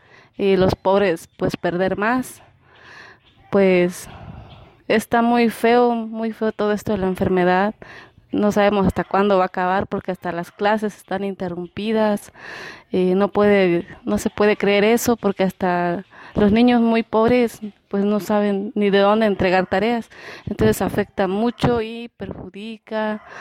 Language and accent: Spanish; Chicomuselo, Chiapas, Mexico; Soy de la colonia Pablo Lecidar, municipio de Chicumcelo, Chiapas.